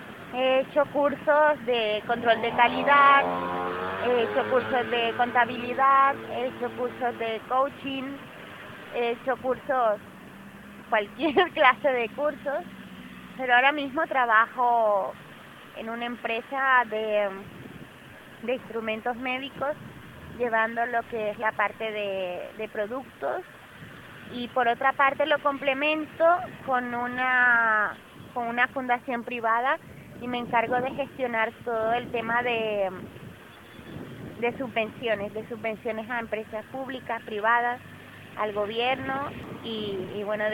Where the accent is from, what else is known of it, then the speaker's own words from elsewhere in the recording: Barranquilla, Atlántico, Colombia; Yo soy de Barranquilla, Colombia.